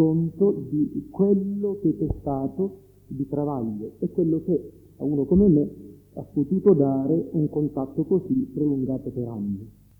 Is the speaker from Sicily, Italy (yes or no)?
yes; Sicily, Italy; Io sono siciliano e quindi figlio della cristianità